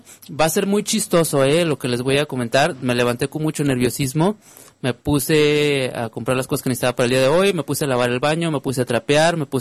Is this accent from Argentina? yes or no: no; Monterrey, Nuevo León, Mexico; now in Guadalajara, Mexico; Soy regiomontano, soy de Monterrey por mucho orgullo, pero también soy tapatío por convicción